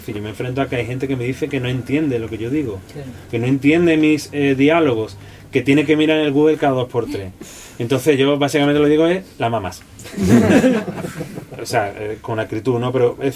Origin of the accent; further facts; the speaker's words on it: Cádiz, Andalusia, Spain; pues vengo de donde vengo, soy de Cádiz y todas estas cosas